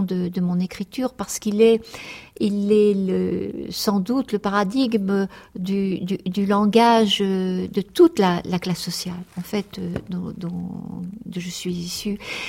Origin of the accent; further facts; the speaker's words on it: Normandy, France; parce que je suis déracinée de la Normandie et déracinée aussi du monde populaire